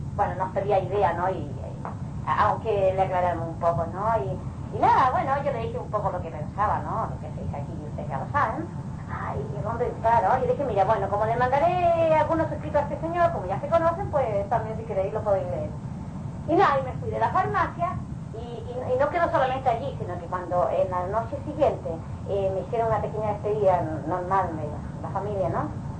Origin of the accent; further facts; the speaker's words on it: Balearic Islands, Spain; yo vengo de Mallorca, de una isla, de España, y ya me voy en dos días más